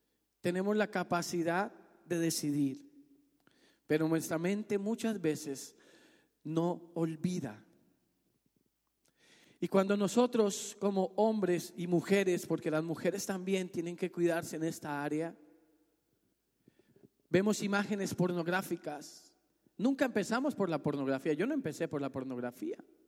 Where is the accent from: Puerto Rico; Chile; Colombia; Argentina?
Colombia; Sogamoso, Boyacá; ella en ese momento no estaba en mi ciudad natal, no estaba en Sogamoso